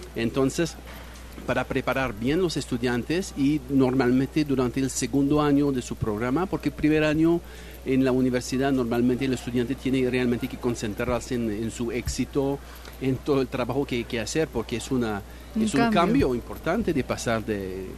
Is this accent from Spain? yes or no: no; Quebec, Canada; first language French; Spanish is a second language; bueno, anglófono, pero yo vengo de Quebec.